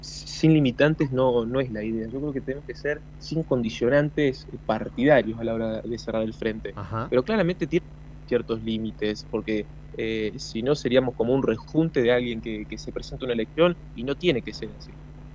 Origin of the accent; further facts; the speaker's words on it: Catriló, La Pampa, Argentina; Nosotros, yo soy de Catriló, ¿no?